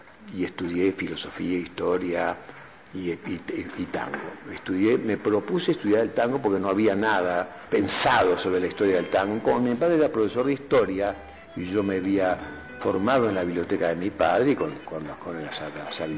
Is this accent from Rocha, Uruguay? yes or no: no; Montevideo, Uruguay; born there; also born or lived in Buenos Aires, Argentina; yo soy nacido en Montevideo, y también soy porteño. Y tengo las dos ciudadanías, porque mi madre es argentina y mi padre era uruguayo. A los 6 años hice mi primer viaje solo de Montevideo a Buenos Aires